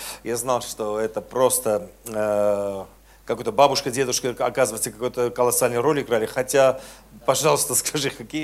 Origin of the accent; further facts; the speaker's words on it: Armenia; բացի ինձանից, որ ես Հայաստանից եմ եկել